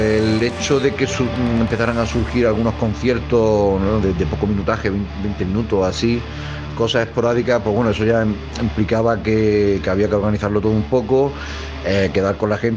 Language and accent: Spanish; Granada, Andalusia, Spain; Nosotros somos … venimos de Granada